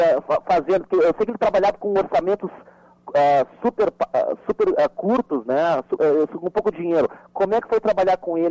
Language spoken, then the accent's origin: Portuguese; Piauí, Brazil; Apesar do meu sotaque, eu sou piauiense que nem o Miguel Borges. Eu sou criado